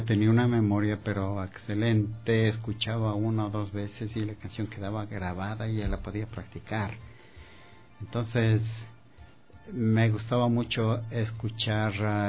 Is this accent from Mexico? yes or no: no; Chambo, Chimborazo, Ecuador; y también en mi tierra, en Chambo, está un poquito más allá de Riobamba, tierra de grandes músicos, artistas y poetas.